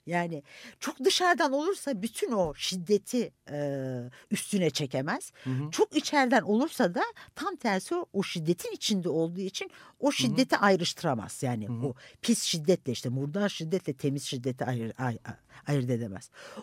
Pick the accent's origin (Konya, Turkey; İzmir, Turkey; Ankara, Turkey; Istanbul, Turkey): Konya, Turkey; Yani benim çocukluğumda ben Konya doğumluyum. Çocukluğumda çok iyi hatırlıyorum.